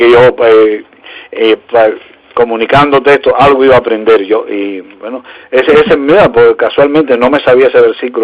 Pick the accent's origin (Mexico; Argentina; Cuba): Cuba; born there; moved away; que en mi patria donde nací. Así que es parte de mi patria acá también, mi segunda patria, la patria donde nacieron mis hijos. Pero me gustaría, este versículo, pienso hay veces que me gustaría que, pienso en Cuba cuando leo este versículo también